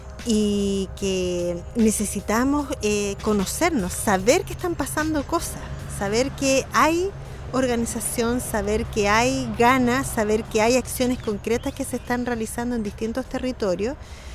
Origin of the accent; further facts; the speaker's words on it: Santiago, Santiago Metropolitan Region, Chile; vengo de Santiago, de la comuna de Peñalolén